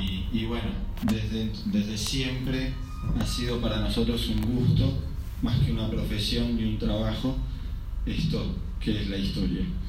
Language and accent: Spanish; Mendoza, Argentina; soy mendocino, padre de dos hijos